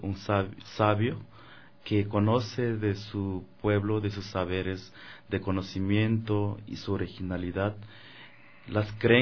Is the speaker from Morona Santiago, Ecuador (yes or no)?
yes; Morona Santiago, Ecuador; mi pueblo originario de la comunidad Shuar de Morona, Santiago. Soy un ser muy joven en el camino, he estado mucho tiempo recorriendo el mundo entero, pero en este tiempo estoy acá en Ecuador